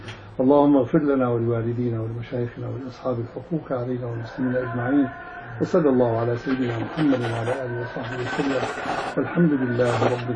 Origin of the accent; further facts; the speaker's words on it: Damascus, Damascus Governorate, Syria; ففي الأخ تربى عندنا في دمشق يعني في مسجدنا وطلب العلم عندنا سنوات